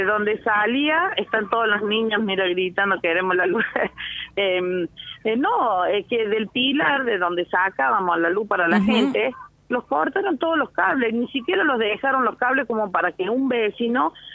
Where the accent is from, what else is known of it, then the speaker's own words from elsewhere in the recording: Unquillo, Córdoba, Argentina; Somos gente de Unquillo, somos unquillenses, somos el pueblo de él